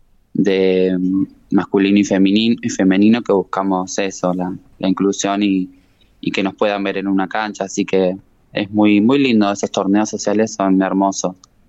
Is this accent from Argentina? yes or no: yes; Eduardo Castex, La Pampa, Argentina; now in Santa Rosa, Argentina; Yo vengo de Eduardo Castex, era jugadora del club estudiantil y bueno, me fui a estudiar a Santa Rosa